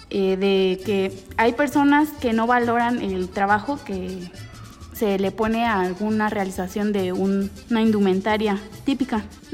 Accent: Mexico; es lo que nos hace sentir parte de, como la identidad que tenemos como mexicanos

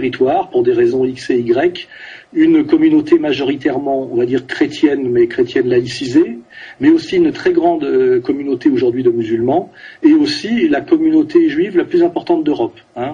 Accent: France; Moi, je suis français, j'écris ce livre en français et d'abord pour les Français.

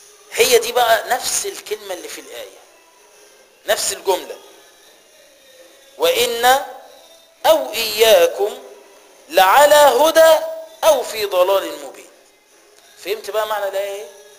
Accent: Egypt; يبقى أنت يا حبيبي مصري وأنا مصري، يبقى احنا الاتنين أقباط

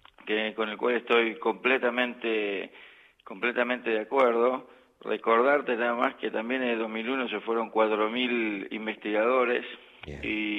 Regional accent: Argentina; moved away as an adult; now in Göttingen, Germany; Como científico argentino, no sé lo que es ir a buscar trabajo en el exterior, siempre me fui contratado

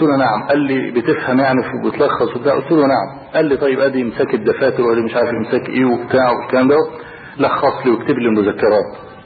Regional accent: Egypt; وبعدين قال من مصر؟ اللي رفع قبل كده ما رفعش ايده، فرفعت ايده

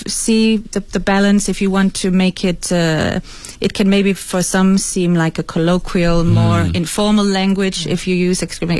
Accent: Denmark; first language Danish; English is a second language; because I'm not an English native speaker, as you can probably hear, I also I wanted to try and write something in Danish, my mother tongue

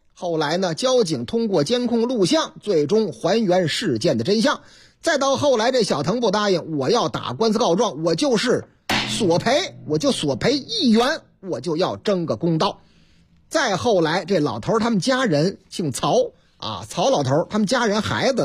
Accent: Shanghai, China; 我老家啊，阿拉老家上海，是吧？

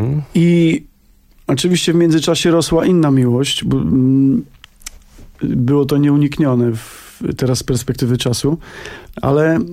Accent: Lesser Poland, Poland; my pochodzimy z Małopolski, tam taka góralskie zacięcie biesiadne u nas jest właściwie nieodłącznym takim elementem naszego życia rodzinnego.

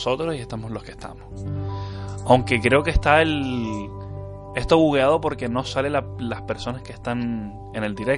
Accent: Canary Islands, Spain; para Yudoka y para mí, que somos unos isleños de las Islas Canarias, son las 11 y 10 de la noche.

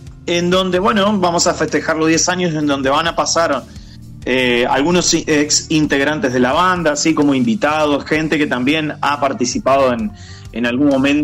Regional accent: Reconquista, Santa Fe, Argentina; Nosotros somos de Reconquista Santa Fe.

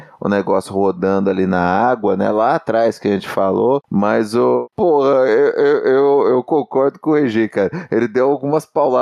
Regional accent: Ribeirão Preto, São Paulo, Brazil; E eu sou de Ribeirão Preto, né, cara?

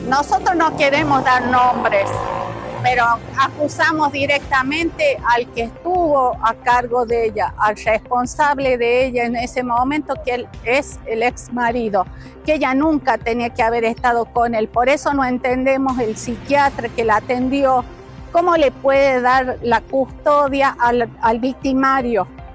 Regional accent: Aimogasta, La Rioja, Argentina; Sí, nos vinimos de Aymogasta a pedir justicia

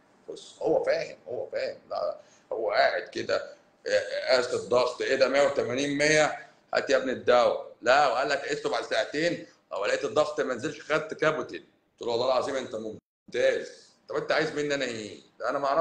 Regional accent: Cairo Governorate, Egypt; هو انا ماليش الشرف ان انا ابقى اسكندراني الصراحه، بس انا مش اسكندراني، انا قهرواني، انا مقاهزه، انا مقاهزه يعني ما بين الجيزه والقاهره،

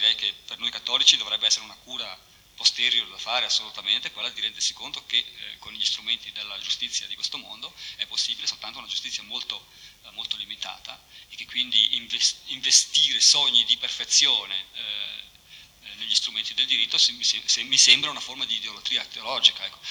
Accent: Switzerland; Io forse parlo così anche da svizzero, cioè in un contesto sociale come da noi

